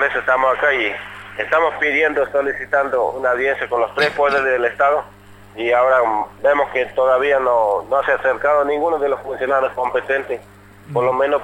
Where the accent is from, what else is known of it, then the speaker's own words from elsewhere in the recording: Formosa, Argentina; now in Buenos Aires, Argentina; nosotros somos de Formosa, del norte de Argentina. Uh-huh. Vinimos acá el 14 de febrero y el domingo cumplimos 4 meses.